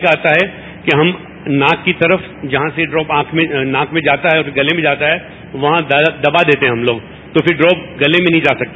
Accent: Hyderabad, Sindh, Pakistan; میرا تعلق حیدرآباد سے ہے اور میں ایک آئی سرجن ہوں.

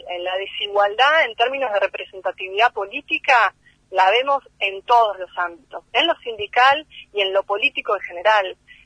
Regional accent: Bariloche, Río Negro, Argentina; Yo soy de Bariloche, pero bueno, hace un tiempo que no podía viajar

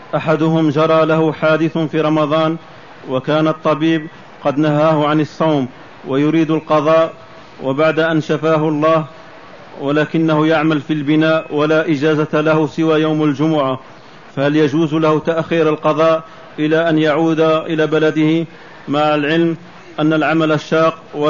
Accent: Jordan; شيخنا نحن من الأردن، نريد طلب العلم على علماء الأردن

